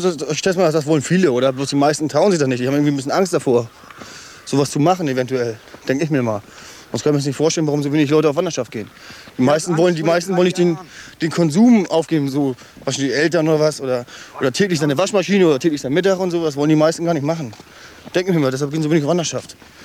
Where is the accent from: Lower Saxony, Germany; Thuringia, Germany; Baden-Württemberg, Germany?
Lower Saxony, Germany; Lüneburg; Lüneburg, ja. Bei Lüneburg, Toastert Lope, ja.